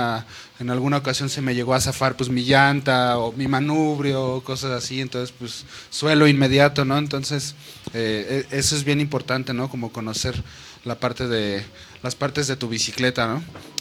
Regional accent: Toluca, State of Mexico, Mexico; also born or lived in Ecatepec / Chiapas; yo nací aquí en el DF, pero casi recién nacido nos fuimos a vivir a Ecatepec, luego a Toluca. Aprendí a andar en bici en Toluca y como entre tercero, quinto de primaria me fui a Chiapas

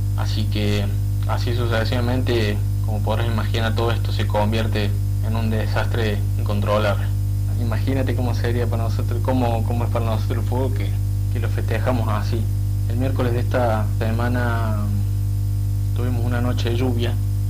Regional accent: Argentina; soy de Argentina y vivo en la ciudad de Córdoba capital.

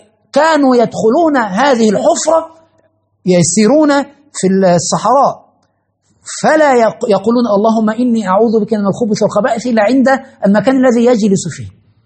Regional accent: Egypt; عندنا في مصر مثلا أن تتزوج امرأة لابد أن تأتي بالشقة

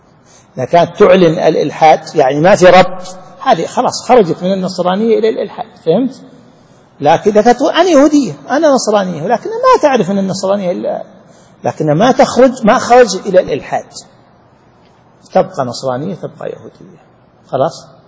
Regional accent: Saudi Arabia; عندنا في السعودية مثلا في بعض المدن والقرى الغالب عندهم التعدد

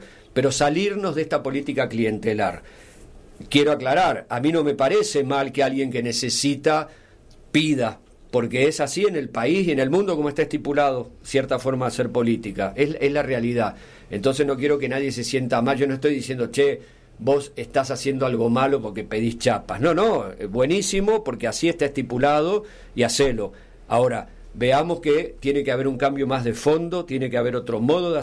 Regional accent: Villa de las Rosas, Córdoba, Argentina; en las chacras de donde soy, de Villa de las Rosas

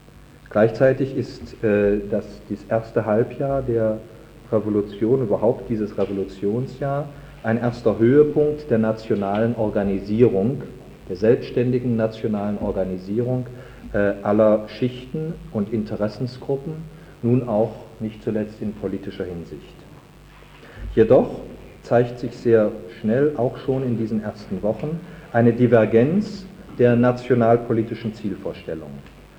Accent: Cologne, North Rhine-Westphalia, Germany; woran ich als Kölner besonders zu erinnern habe.

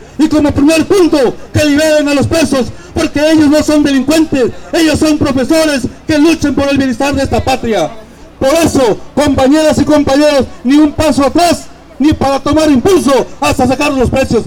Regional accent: Juchitán, Oaxaca, Mexico; Yo soy de Juchitán, Oaxaca, compañeras y compañeros.

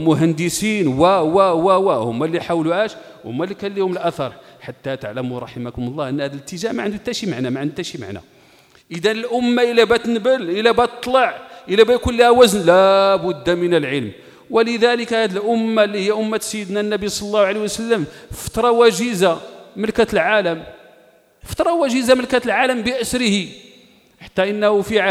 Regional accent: Morocco; والعلقة معروفة عندنا احنا المغاربة باش تنقولها

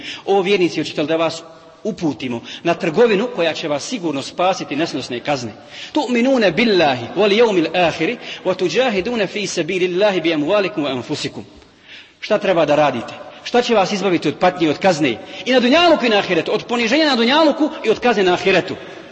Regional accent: Bosnia & Herzegovina; kao što je danas situacija kod nas u Bosni

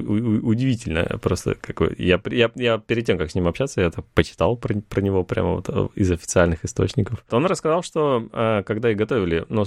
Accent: Russia; он знал, что я из России

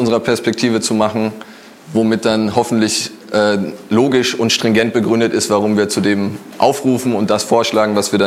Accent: Frankfurt, Hesse, Germany; Ich komme aus Frankfurt.

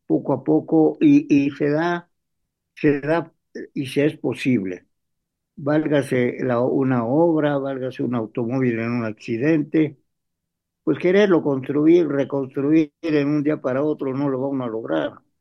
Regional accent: Mexico; nuestro problema como mexicanos, hablando aquí de México

